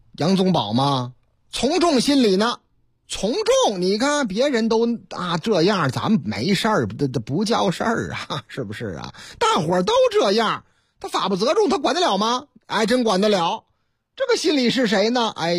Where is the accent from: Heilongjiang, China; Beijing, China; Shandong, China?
Shandong, China; 不光是天津啊，还有哪儿啊？要我老家山东啊